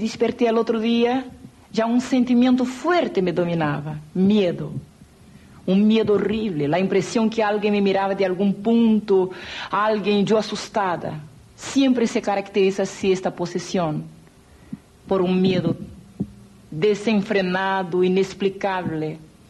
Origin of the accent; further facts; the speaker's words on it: Brazil; Spanish is a second language; una vida consagrada a los espíritus, a las sectas que se caracterizan en mi país, Brasil, y muchas que se denominan como tipo Umbanda, Candomblé, y he llegado a la cumbre que se llamaría Quimbanda